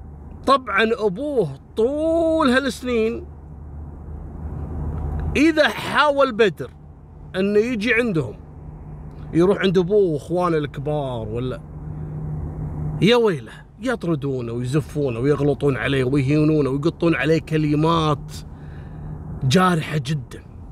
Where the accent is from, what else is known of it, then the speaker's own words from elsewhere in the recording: Kuwait; بعدين من بعد 97-98 عندنا في الكويت هبت الحريم، صارت كلها موظفات